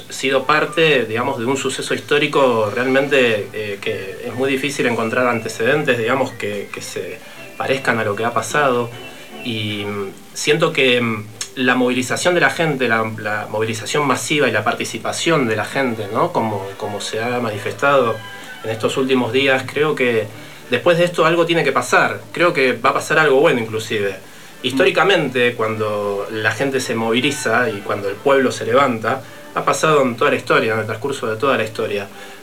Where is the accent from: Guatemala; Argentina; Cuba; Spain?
Argentina; Hemos vivido un proceso que fue tremendo para nosotros como historia y como país y como argentinos.